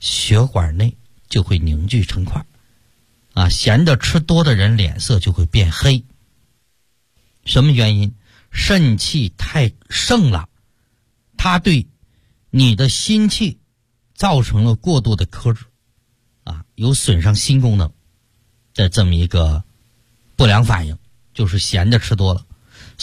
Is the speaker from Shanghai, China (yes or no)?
yes; Shanghai, China; 像我们上海人爱吃甜的